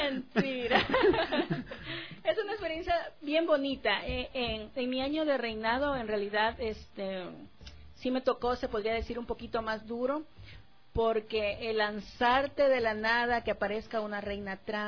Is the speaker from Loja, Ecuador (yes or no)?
yes; Loja, Ecuador; also born or lived in Cuenca; now in Quito, Ecuador; yo soy, como algunos conocen, soy oriunda de Loja. Ya llevo algunos años viviendo acá. En algún tiempo estuve en Cuenca también. Pero créeme que la marcha que se da aquí en Quito